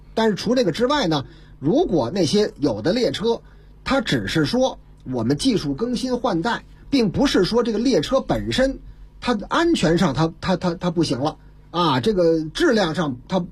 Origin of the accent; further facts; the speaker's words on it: Beijing, China; 中华人民共和国北京市，